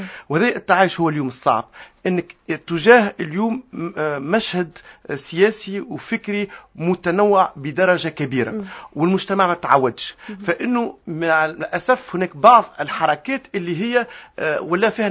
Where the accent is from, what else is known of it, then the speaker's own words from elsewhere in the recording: Tunisia; لكن هذا أنا اليوم كتونسي